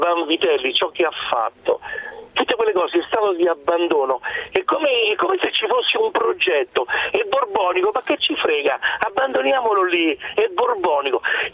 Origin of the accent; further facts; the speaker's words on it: Latina, Lazio, Italy; io sono di Latina, mio padre è di Sermoneta, non c'entro niente con il Regno delle Due Sicilie.